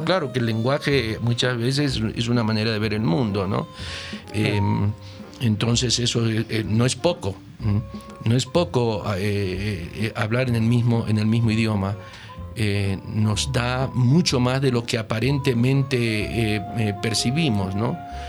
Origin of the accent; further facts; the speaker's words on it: Argentina; Yo soy argentino.